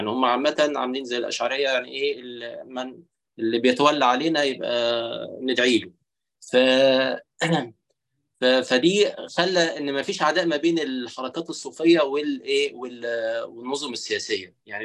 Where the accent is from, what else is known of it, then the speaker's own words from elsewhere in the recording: Egypt; يعني مثلا عندنا في مصر